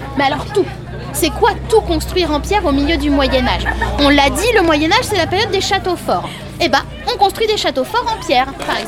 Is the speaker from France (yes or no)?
yes; Centre-Val de Loire, France; Il y a de grandes forêts chez nous en Touraine.